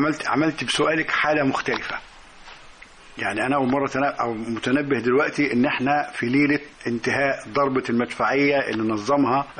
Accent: Suez, Suez Governorate, Egypt; السويس مش محتاجة تعريف، معرفة نفسها أكثر مما يكون. عايز أقول لك إحنا أطفال كنا بنلعب في دبابات، وكنا بنجري على عربيات عسكرية، وكان الأفارول والعساكر جزء من حياتنا اليومية.

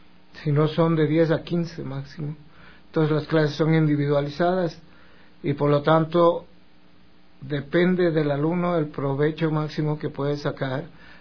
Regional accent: Ecuador; pero como somos ecuatorianos, será entre las 6:30 y 7.

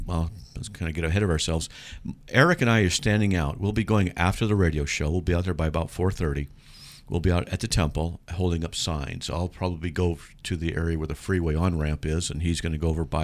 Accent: San Diego, California, United States; Yeah, from San Diego, and because we're all from San Diego, and I don't watch sports.

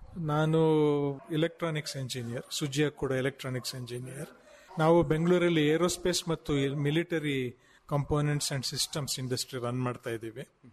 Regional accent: Mysore, Karnataka, India; born there; ನಮ್ಮ ತಂದೆ ಮುಳ್ಳೂರಿನವರು, ನಾನು ಹುಟ್ಟಿದ ಮೈಸೂರಲ್ಲಿ. ನಮ್ಮ ತಂದೆಯವರು ಫಾರ್ಮಿಂಗ್ ಬ್ಯಾಕ್ಗ್ರೌಂಡಿಂದ ಬಂದವರು, ರೈತ ಬ್ಯಾಕ್ಗ್ರೌಂಡಿಂದ ಬಂದವರು.

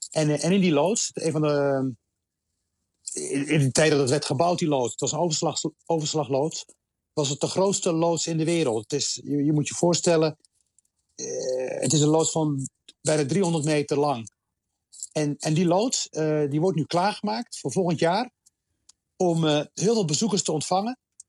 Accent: Rotterdam, South Holland, Netherlands; Ik kom zelf uit Rotterdam. En onze wereld reikt. Rotterdam is eigenlijk de wereld in het klein. Honderden nationaliteiten.

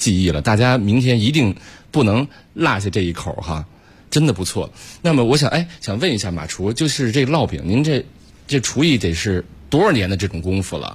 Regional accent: Beijing, China; 咱们北京人爱吃的一些东西

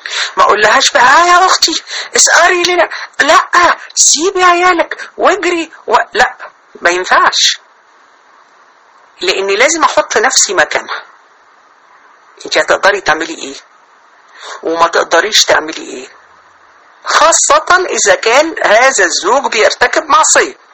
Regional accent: Sharqia Governorate, Egypt; احنا عندنا في الشرقية اهل مصر طبعا عارفين اللي انا بقوله

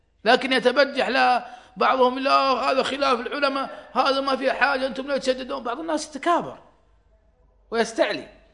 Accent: Saudi Arabia; حريمنا ما يسوقون عندنا في السعودية

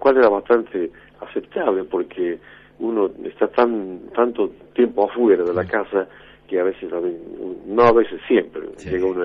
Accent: Cafayate, Salta, Argentina; also born or lived in Metán; nací en Cafayate, después viví en Metán, pero sí. siempre en la provincia de Salta

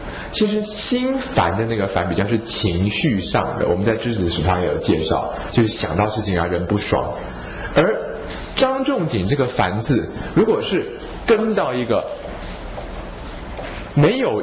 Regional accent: Taiwan; 我最近觉得药性比较寒凉的美容药对我们台湾人的帮助不大

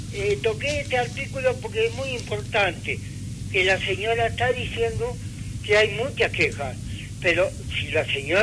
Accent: Uruguay; llevándola como buenos uruguayos que somos.

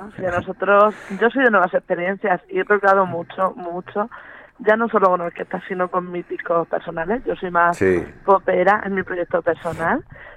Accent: Portmán, Region of Murcia, Spain; éramos todos de la zona de Cartagena, La Unión, Portmán. Y Portmán es mi pueblo familiar, todas mis raíces vienen de ahí.

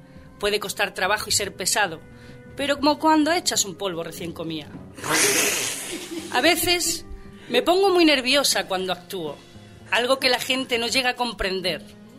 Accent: Jaén, Andalusia, Spain; los dos somos de Jaén y solo corremos para comprar tabaco

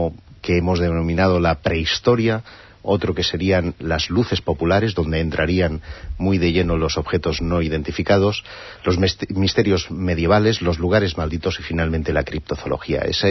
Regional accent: Spain; first language ca; Spanish is a second language; es el primer libro que edito en mi lengua materna, que es en catalán

